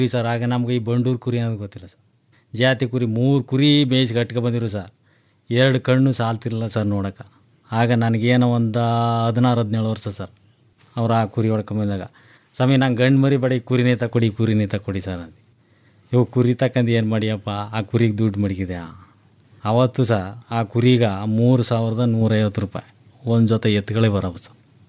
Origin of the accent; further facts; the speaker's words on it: Danayakanapura, Karnataka, India; Sir, ನಮ್ಮದು ಡಣಾಯಕನಪುರ sir.